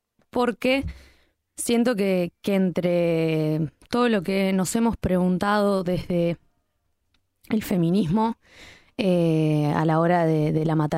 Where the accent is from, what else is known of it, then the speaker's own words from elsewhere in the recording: Uruguay; no iba a vivir una crisis de agua en mi país, donde que me crié pensando en el Uruguay de aguas disponibles